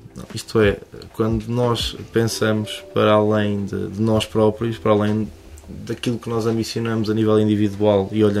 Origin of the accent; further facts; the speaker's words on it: Nogueira do Cravo, Portugal; Há muito tempo, mas a minha infância foi passada na Aldeia do Senhor das Almas, Freguesia de Nogueira do Cravo.